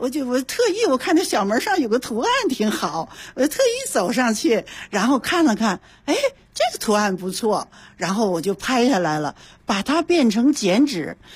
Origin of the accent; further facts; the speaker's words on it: Tianjin, China; also born or lived in Hebei; now in Beijing, China; 今年73岁， 我的老家是河北，我在天津长大，毕业以后分配到北京，所以北京、天津、河北都是我的老家。